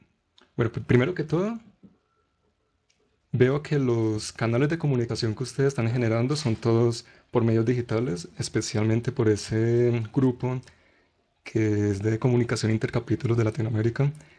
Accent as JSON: {"language": "Spanish", "town": "Manizales", "region": "Caldas", "country": "Colombia", "said": "Yo soy de Manizales, del capítulo Colombia también."}